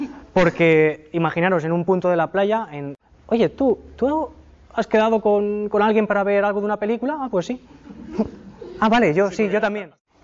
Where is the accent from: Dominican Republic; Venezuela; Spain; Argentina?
Spain; Valencia, Valencian Community; pues a ver si en Valencia, que yo soy de Valencia